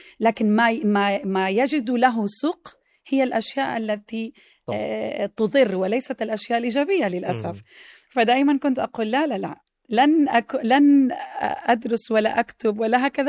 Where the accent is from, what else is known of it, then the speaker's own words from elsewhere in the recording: Mecca, Makkah Province, Saudi Arabia; تربيت وترعرعت ونشأت في مكة